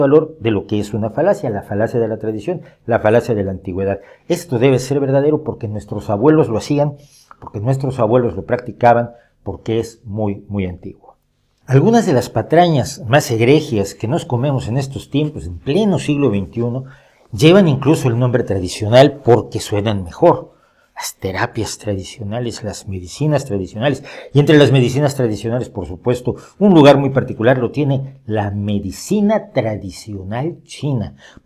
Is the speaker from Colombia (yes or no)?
no; Mexico; porque soy de origen mexicano, lo saben todos, soy mexicano